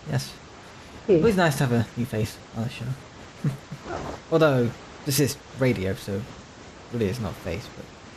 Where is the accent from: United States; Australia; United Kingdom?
United Kingdom; being I'm British. I was British